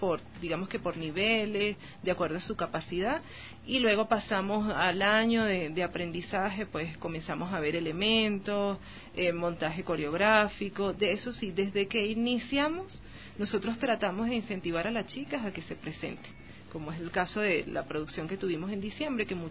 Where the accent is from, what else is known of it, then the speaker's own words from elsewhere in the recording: Venezuela; en mi caso y en el caso de muchas chicas en Venezuela.